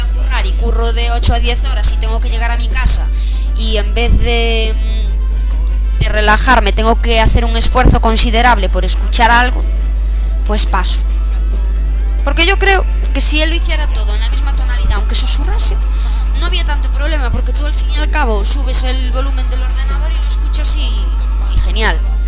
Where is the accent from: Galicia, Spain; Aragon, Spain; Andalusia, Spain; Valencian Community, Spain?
Galicia, Spain; primero, como buena gallega que sale en un programa, para saludar.